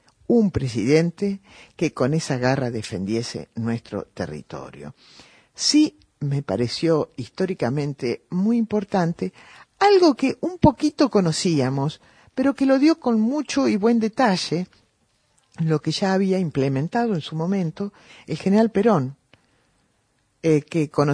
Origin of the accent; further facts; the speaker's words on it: Argentina; Yo sentí un gran orgullo como argentina de escuchar ese mensaje